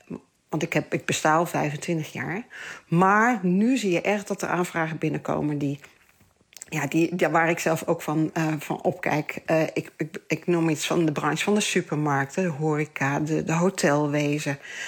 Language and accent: Dutch; Gelderland, Netherlands; Ik kom natuurlijk zelf uit de Betuwe. Ik ben geboren in de Betuwe.